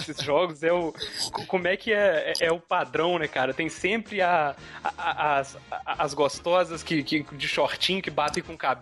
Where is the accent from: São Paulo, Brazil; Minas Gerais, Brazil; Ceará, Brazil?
Minas Gerais, Brazil; Eu gasto tudo pagando pela água do mar, que eu sou mineiro, né, pô?